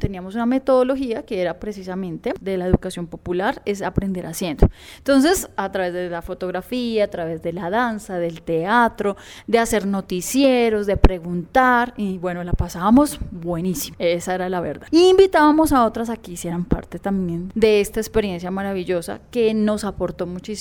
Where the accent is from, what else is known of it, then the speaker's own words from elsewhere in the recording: Bogotá, Colombia; Yo soy bogotana, tengo 37 años, de profesión teóloga, mi espiritualidad es presbiteriana, pero a raíz de eso también ecuménica.